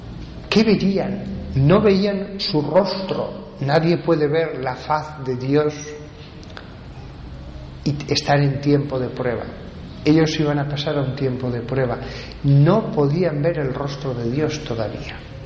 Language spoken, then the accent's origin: Spanish; Huesca, Aragon, Spain; Yo soy de Huesca, la parte central, el corazón de los Pirineos, y ahí hay montañas impresionantes.